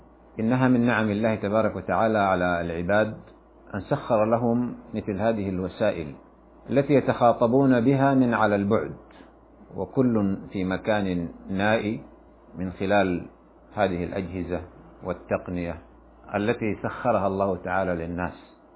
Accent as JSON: {"language": "Arabic", "country": "Sudan", "said": "فإننا في بلادنا السودان على وجه الخصوص نرى في هذه الأيام مظاهر غريبة عن ثقافتنا وعن مجتمعاتنا"}